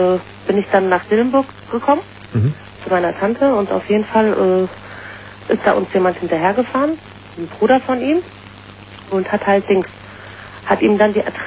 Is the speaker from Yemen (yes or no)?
no; Turkey; ich bin Türkin.